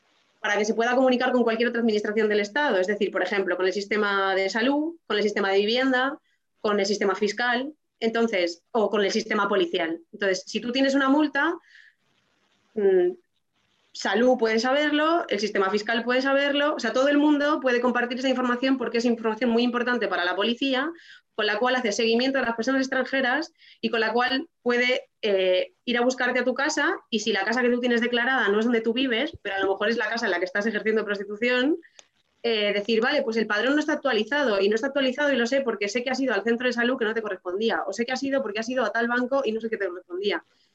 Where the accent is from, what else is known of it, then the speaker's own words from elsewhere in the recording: Spain; Entonces es como algo que si yo hiciese como española, simplemente me supondría una multa